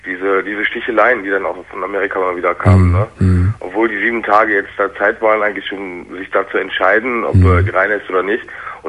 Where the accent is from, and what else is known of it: Germany; born or raised there; also born or lived in Turkey